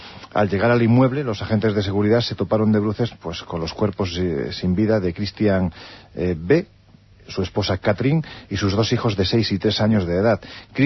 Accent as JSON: {"language": "Spanish", "region": "Andalusia", "country": "Spain", "said": "Yo siempre digo que soy andaluz sin gracia"}